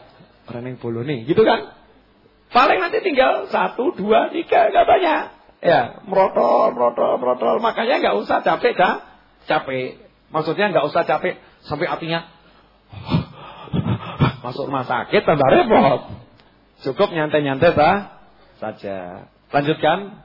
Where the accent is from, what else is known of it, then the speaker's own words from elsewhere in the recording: Java, Indonesia; Ini kita orang Jawa ya begini nih, udah ini memang warisan leluhur ini.